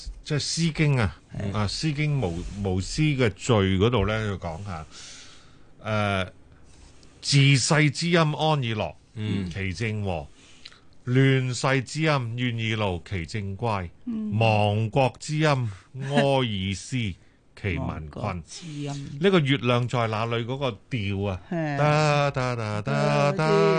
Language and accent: Cantonese; Hong Kong; 我哋香港人吓由细听到大嘅